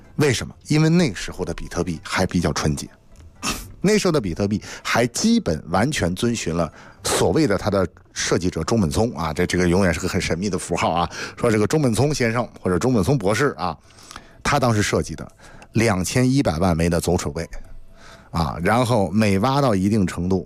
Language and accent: Chinese; China